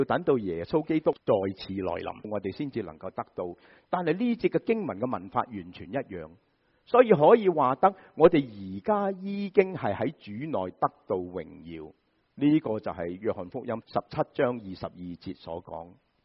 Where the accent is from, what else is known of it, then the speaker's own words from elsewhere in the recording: China; 好像我们中国人，我听过台山人都是这样